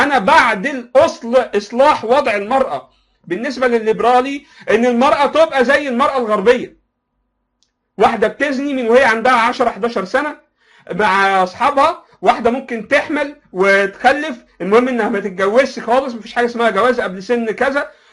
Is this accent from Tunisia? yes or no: no; Egypt; احنا عندنا في مصر الكلام ده مستحيل